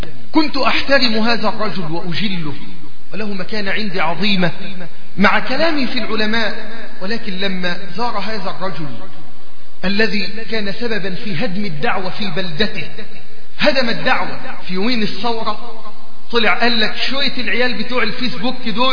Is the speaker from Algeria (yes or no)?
no; Egypt; عندنا في مصر